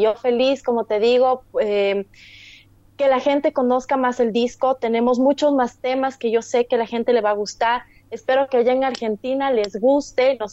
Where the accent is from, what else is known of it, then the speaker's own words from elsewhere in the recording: Ecuador; el apoyo que te mereces como artista ecuatoriano acá